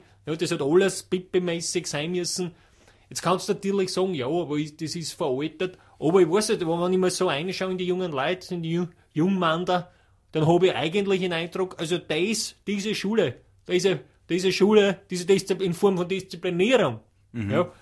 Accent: Tyrol, Austria; Wir Tiroler sind ja mit alle schnell bei du. Also, ich sag, bei uns in Tirol wird auf das Thema Verteidigung und Wehr und Abwehr und Militär.

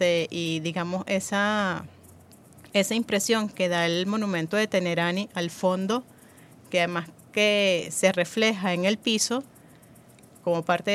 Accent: Venezuela

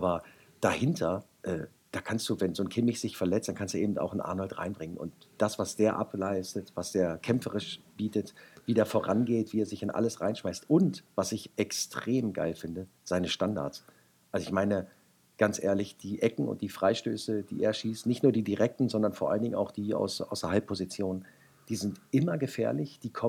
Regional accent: Wolfsburg, Lower Saxony, Germany; Naja, ich bin gebürtiger Wolfsburger

